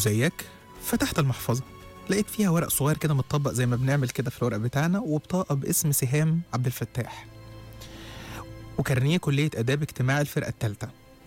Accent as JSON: {"language": "Arabic", "country": "Egypt", "said": "أصل القطارات عندنا في مصر عاملة زي سكة الموت رايح جاي كده"}